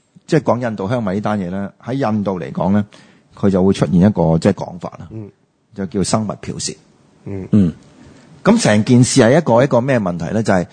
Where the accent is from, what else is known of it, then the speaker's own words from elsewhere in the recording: Guangdong, China; 但係我哋廣東人就。绝对冇问题。